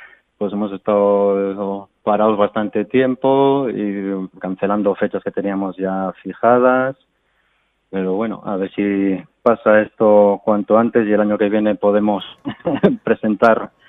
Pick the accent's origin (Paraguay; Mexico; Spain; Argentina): Spain; Barakaldo, Basque Country; Pues la banda surge en el año 2016, somos de Baracaldo, Vizcaya